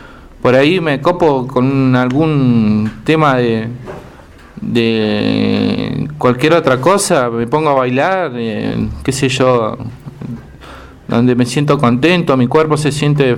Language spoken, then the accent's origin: Spanish; Bariloche, Río Negro, Argentina; yo nací acá en Bariloche. Soy del 9 de noviembre del 90 y fui criado por mis abuelos en el campo Villa Yanquín.